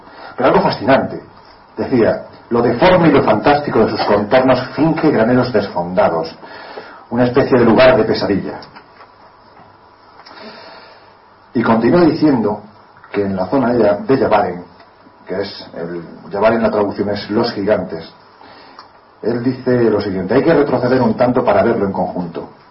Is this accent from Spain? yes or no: yes; Jaén, Andalusia, Spain; se encuentra, por ejemplo, en un yacimiento de mi tierra, de Jaén